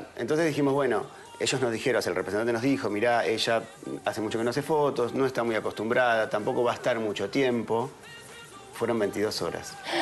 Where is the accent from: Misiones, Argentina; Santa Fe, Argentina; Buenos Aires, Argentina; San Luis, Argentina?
Buenos Aires, Argentina; nosotros, bueno, somos de Argentina, de Buenos Aires